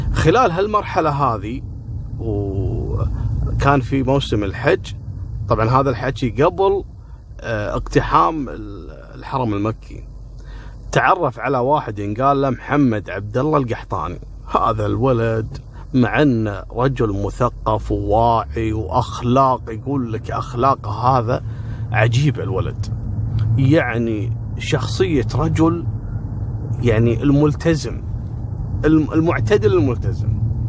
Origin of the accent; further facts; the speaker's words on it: Kuwait; في عندنا في الكويت مطبعة اسمها مطبعة الطليعة